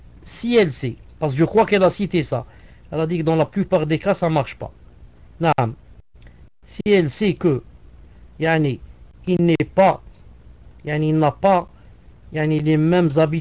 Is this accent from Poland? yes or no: no; Algeria; directement, je suis algérien, elle est algérienne